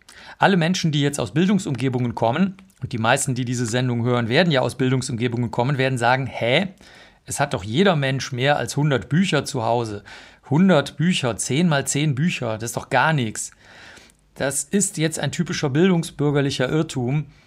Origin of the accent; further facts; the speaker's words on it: Bavaria, Germany; ich komme aus Bayern, aus einem kleinen Dorf.